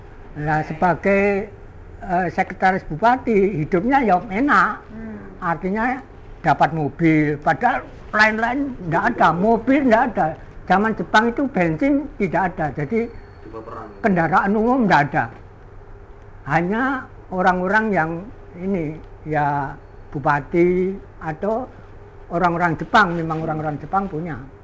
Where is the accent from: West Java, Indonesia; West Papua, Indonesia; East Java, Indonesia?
East Java, Indonesia; Surabaya; saya bersumpah di Surabaya itu sudah lama sekali, mulai zaman Jepang sampai zaman saya jadi pegawai. Karena itu sampai sekarang ini saya arek Surabaya.